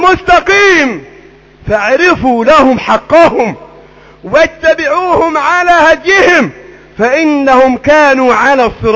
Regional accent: Egypt; اللهم احفظ بلدنا مصر

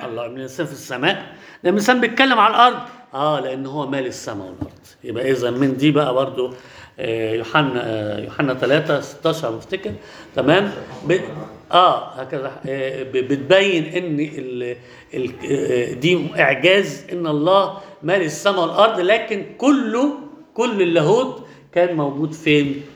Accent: Alexandria, Alexandria Governorate, Egypt; في شاعر عندنا في اسكندريه

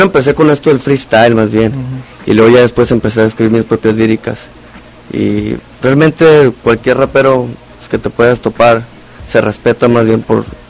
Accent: Obregón, Sonora, Mexico; now in Hermosillo, Mexico; Soy de Obregón, Sonora.

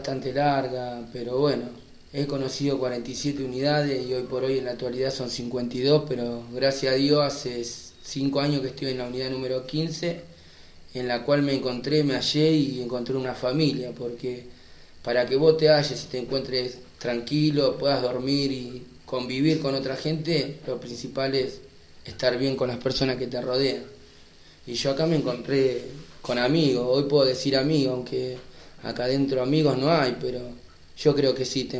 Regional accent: Moreno, Buenos Aires Province, Argentina; le paso a contar, soy de Buenos Aires, de partido de Moreno, tengo 36 años y llevo detenido 11 años.

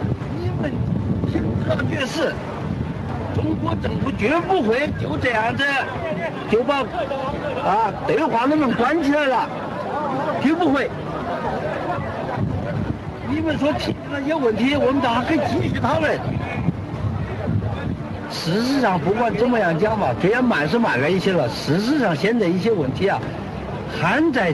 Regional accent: Taiwan; 我们来自台湾了

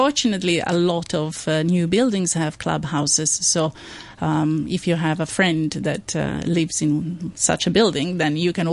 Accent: Italy; now in Hong Kong; I'm from Italy.

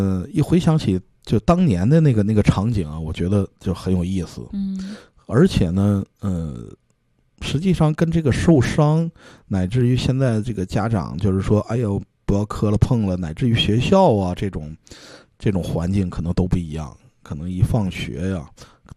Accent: Harbin, Heilongjiang, China; 因为小的时候我也是在哈尔滨长大。

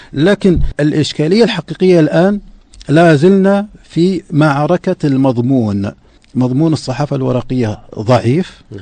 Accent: Saudi Arabia; مثل ما عندنا في السعودية

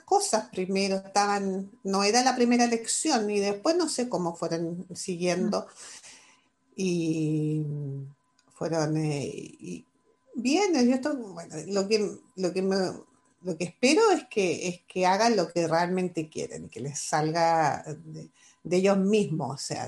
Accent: Chile; soy de aquí, soy de allá, o sea, soy ciudadana del mundo en ese sentido. Es algo que nunca dejé de mantener la conexión con Chile y con mi gente

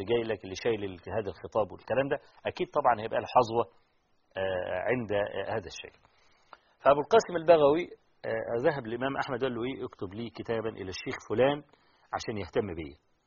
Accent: Egypt; طبعا الشيخ أحمد شاكر احنا نفخر أنه من مصر رحمة الله عليه.

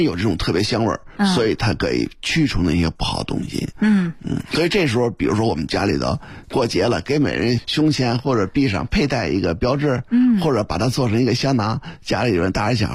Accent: Beijing, China; 咱们北京人过去传统

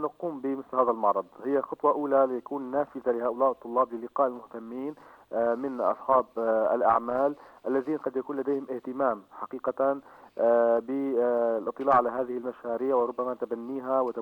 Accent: Syria; اليوم في حياتنا كسوريين هناك العديد من المشكلات والمعضلات التي تواجهنا

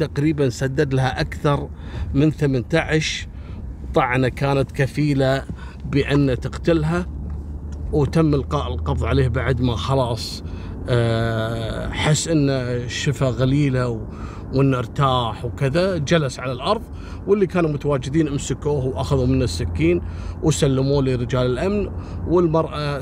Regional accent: Kuwait; يعني شفتوا مثل القصص هذه كانت عندنا في الكويت أمر مفزع

